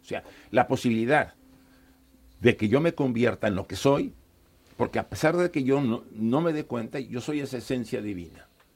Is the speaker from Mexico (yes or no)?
yes; Mexico; now in Spain; Yo, por ejemplo, vine de México hace bastantes años. Llevo viviendo acá casi más de 15 años, yo creo que más, o hasta 20